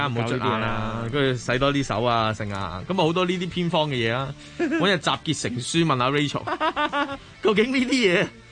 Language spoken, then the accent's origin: Cantonese; Fujian, China; 因为我系福建人，好危险啊！